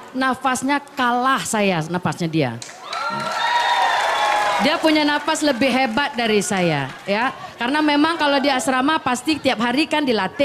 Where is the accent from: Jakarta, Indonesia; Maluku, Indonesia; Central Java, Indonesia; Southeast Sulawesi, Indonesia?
Jakarta, Indonesia; Kita kan orang Betawi.